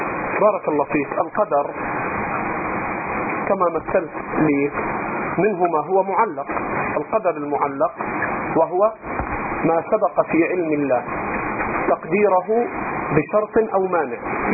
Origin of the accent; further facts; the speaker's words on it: Egypt; الخوارج الآن عندنا في مصر